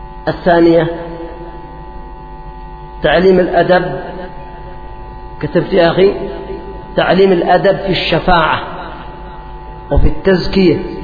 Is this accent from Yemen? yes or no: yes; Yemen; مثلا عندنا في اليمن كم أموال أخذت ورحلت إلى أوروبا وإلى بلاد الغرب